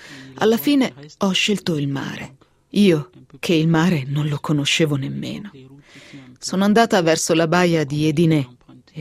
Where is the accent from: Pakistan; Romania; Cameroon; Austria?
Cameroon; moved away as an adult; quando stavo per compiere 20 anni, mi sono resa conto che nel mio paese, il Camerun, non avevo nessuna possibilità di realizzare quelli che erano i miei sogni.